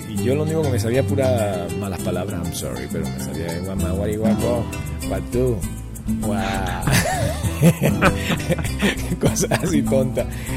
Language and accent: Spanish; Venezuela; ¿Cómo no vas a ser venezolano si soy venezolano?